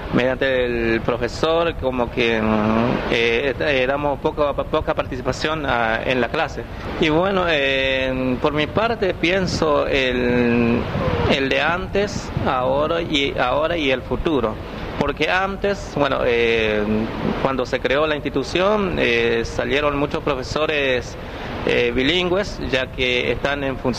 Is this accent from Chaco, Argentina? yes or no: yes; Misión Nueva Pompeya, Chaco, Argentina; Spanish is a second language; soy de Misión Nueva Pompeya